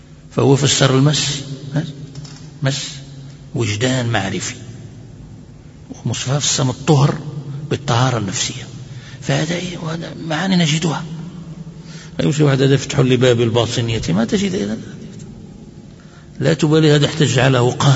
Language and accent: Arabic; Morocco; أتكلم أحيانا بدارجة مغربية